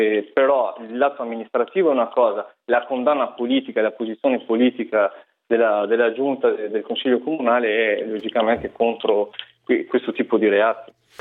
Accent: Chioggia, Veneto, Italy; Sì, sono di Chioggia

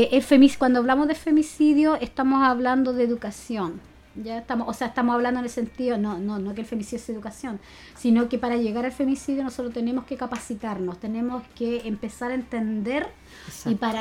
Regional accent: Chile; Entonces, oye, nosotros somos chilenos, po. O sea, tenemos una cultura.

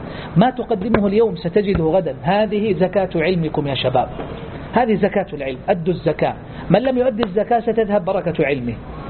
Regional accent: Saudi Arabia; هي الأطول كما يقولون في تاريخ التعليم عندنا في السعودية منذ سنوات طويلات

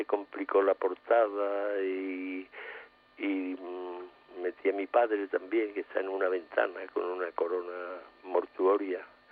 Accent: Seville, Andalusia, Spain; yo soy andaluz, soy sevillano andaluz y rockero, en parte.

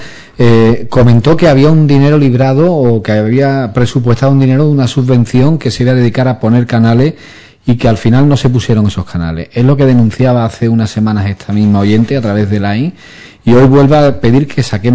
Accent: Spain; que en el fondo, bueno, pues también nos afecta a todos como somos españoles.

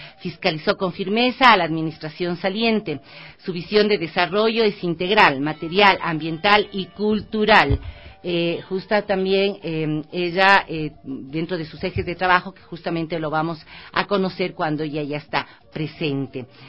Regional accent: Ecuador; lo que queremos como seres humanos, lo que queremos como ecuatorianos

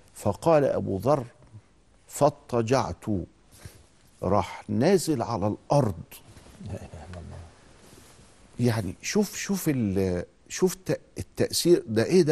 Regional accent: Egypt; كان عندنا في مصر من 50 سنة فقط كل عيلة لها شيخ تخالطه

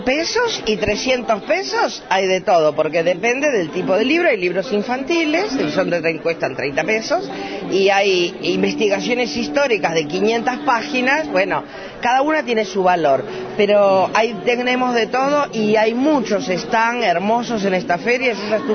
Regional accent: Trelew, Chubut, Argentina; Vengo de Trelew.

